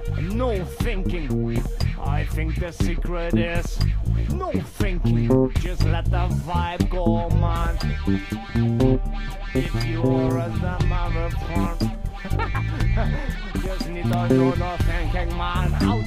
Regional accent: India; Cause I'm from India, I almost can't speak when I'm thinking, man.

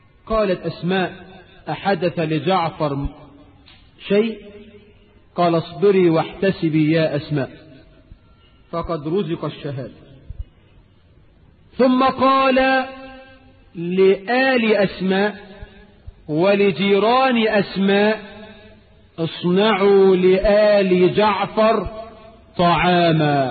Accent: Egypt; وإحنا عندنا في مصر إلى وقت قريب

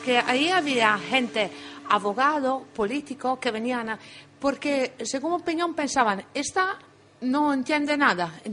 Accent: Italy; accent: Italian; Spanish is a second language; Sí, pero soy muy italiana. En el sentido que no, este acento no me lo saco

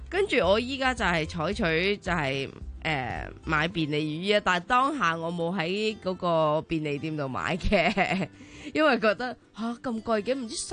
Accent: Hong Kong

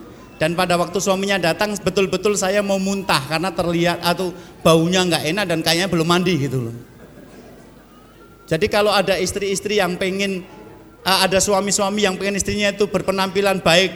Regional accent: Java, Indonesia; datangkan saya dari Jawa, tak terangkan

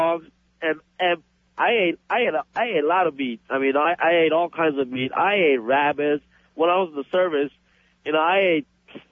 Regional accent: United States; You know, I'm a Korean American. I grew up in the States since 1969.

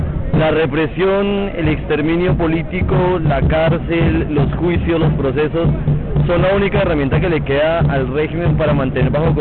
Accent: Colombia; now in Argentina; soy colombiano. Estoy estudiando en Argentina hace ya 2 años.

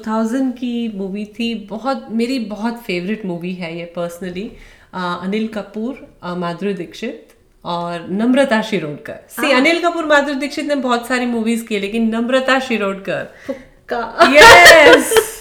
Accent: Rajkot, Gujarat, India; वो इंडिया में ही है, राजकोट में ही है जहाँ मैं पली बड़ी हूँ.

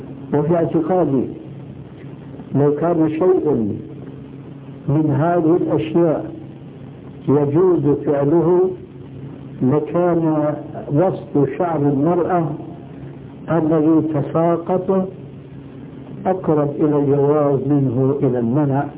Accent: Syria; وفي كثير من البلاد عندنا في سوريا

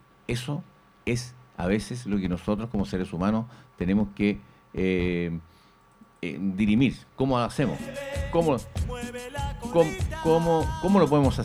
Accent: Chile; se da cuenta que qué importante es que nosotros como chilenos, en realidad, a veces estamos mal mirados nosotros mismos

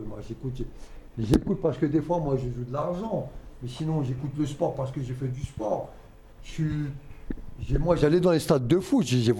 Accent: Paris, Île-de-France, France; Je suis un pur parisien.

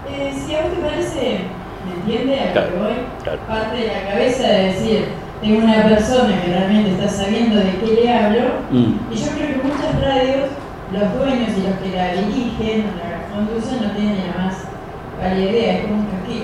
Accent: Chubut, Argentina; y soy de Chubut

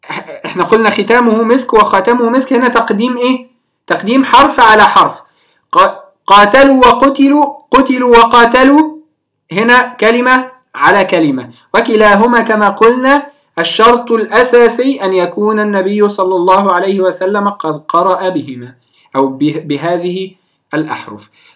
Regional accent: Egypt; على سبيل المثال عندنا في مصر نفتح موسى وما شابه

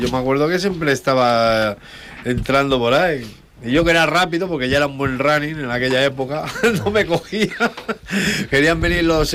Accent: Barcelona, Catalonia, Spain; porque yo soy de Barcelona.

